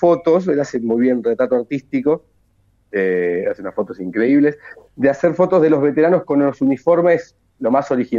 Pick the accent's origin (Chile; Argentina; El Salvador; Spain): Argentina; Ramos Mejía, Buenos Aires Province; now in Buenos Aires, Argentina; Yo soy oriundo de Ramos Mejía, si bien ahora vivo en Capital, en Ciudad de Buenos Aires, soy de Ramos y bueno, tengo un poco el corazoncito ahí.